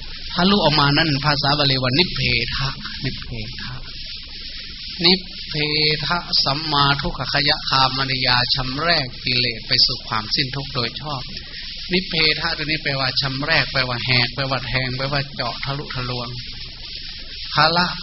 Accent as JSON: {"language": "Thai", "town": "Kham Ta Kla", "region": "Sakon Nakhon", "country": "Thailand", "tie": "born or raised there", "said": "บ้านเกิดเมืองนอนก็อยู่ที่ตำบลบ้านแพทอำเภอคำตากล้าจังหวัดสกลนคร"}